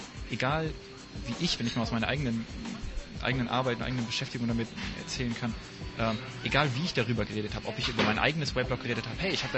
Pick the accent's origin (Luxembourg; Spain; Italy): Luxembourg; aber wir sind beide in Luxemburg groß geworden.